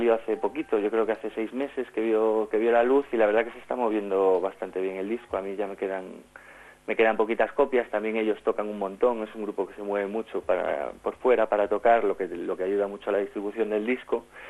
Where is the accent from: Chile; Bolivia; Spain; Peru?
Spain; Pontevedra, Galicia; yo soy de Pontevedra y ya los conocía